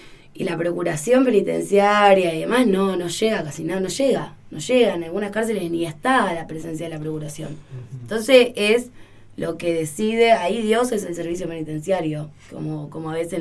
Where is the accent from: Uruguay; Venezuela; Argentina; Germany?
Argentina; Merlo, Buenos Aires Province; Nosotros somos de Merlo